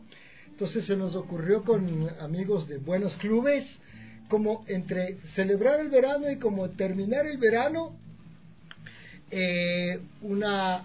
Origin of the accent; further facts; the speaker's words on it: Ecuador; Venimos desde Ecuador.